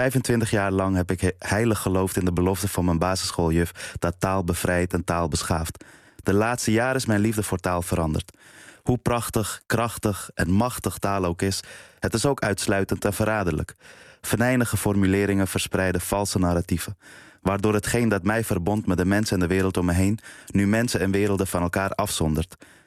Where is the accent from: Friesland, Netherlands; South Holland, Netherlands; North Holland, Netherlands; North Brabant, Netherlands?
North Holland, Netherlands; Amsterdam; En ik kom ook uit Amsterdam-Noord.